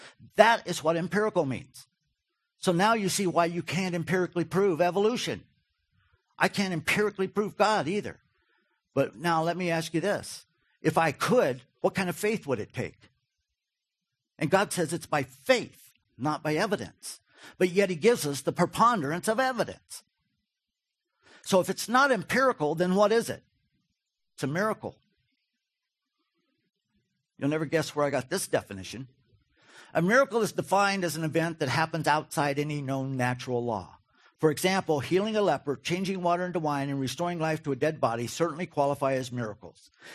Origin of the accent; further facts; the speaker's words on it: Wofford, Kentucky, United States; Wofford, Kentucky. Anybody familiar with Wofford? If you are, you're weird. I grew up in Wofford, Kentucky. Population 400.